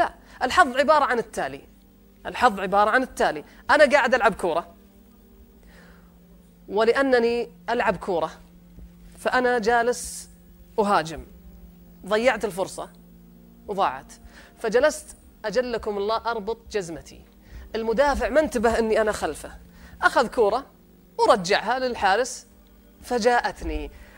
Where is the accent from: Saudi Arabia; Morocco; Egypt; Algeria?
Saudi Arabia; لذلك إحنا عندنا في السعودية نسبة اللي يصدر من الأموال للخارج 96 مليار سنويا